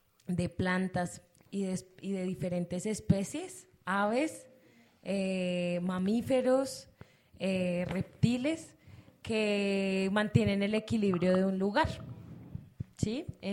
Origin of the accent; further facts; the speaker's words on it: Madrid, Community of Madrid, Spain; Yo soy de aquí de Madrid.